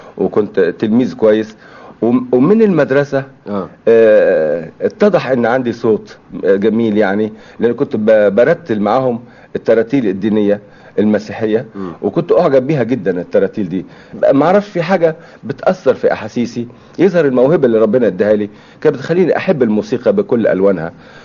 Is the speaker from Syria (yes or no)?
yes; As-Suwayda Governorate, Syria; ودخلوا في حرب مع الفرنسويين عشان يحرروا بلادنا سوريا وجبل الدروز